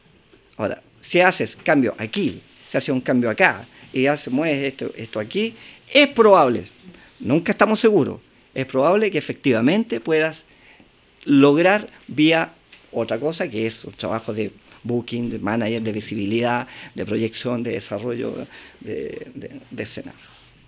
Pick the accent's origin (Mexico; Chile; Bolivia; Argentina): Chile; el tema de producción musical aquí en Chile es tan complejo, porque como chilenos no estamos acostumbrados